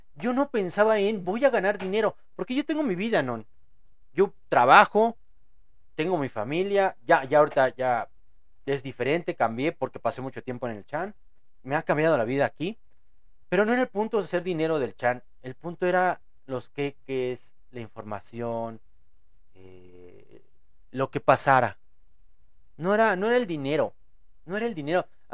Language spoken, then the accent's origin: Spanish; Mexico; Eso es obvio, yo soy mexicano.